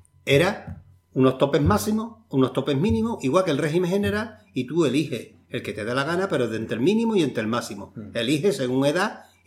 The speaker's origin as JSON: {"language": "Spanish", "country": "Spain", "said": "como todos conocemos en nuestro país y somos españoles y españolas"}